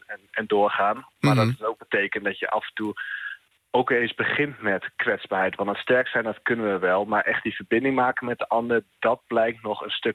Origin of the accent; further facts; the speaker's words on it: Overijssel, Netherlands; Nee, ik kom zelf uit Twente. Ja, als Twentenaar, dan wil je toch graag luchtig houden.